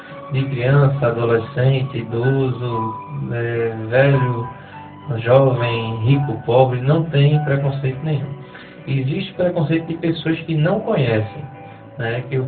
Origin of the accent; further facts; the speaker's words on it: Recife, Pernambuco, Brazil; Não, sou de Recife.